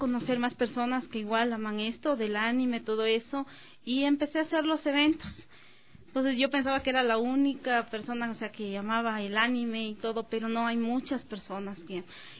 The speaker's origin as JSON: {"language": "Spanish", "region": "Loja", "country": "Ecuador", "said": "yo no soy de aquí, soy de Loja."}